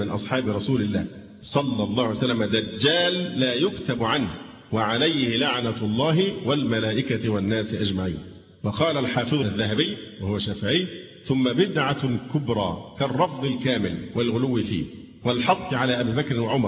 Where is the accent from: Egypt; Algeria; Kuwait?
Egypt; فالهجرة دلوقتي صعب عندنا في مصر، الهجرة لأي بلد تانية صعبة